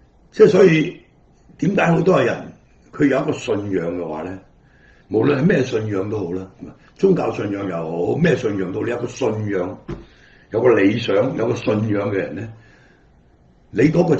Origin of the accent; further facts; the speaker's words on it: Hong Kong; 因為我係一個土生土長嘅香港人，